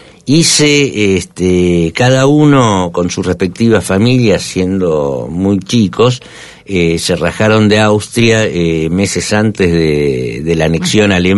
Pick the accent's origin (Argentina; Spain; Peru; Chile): Argentina; also born or lived in Bolivia; se conocieron en Bolivia y fruto de su unión nací yo en Bolivia y 2 años después nos vinimos a la Argentina.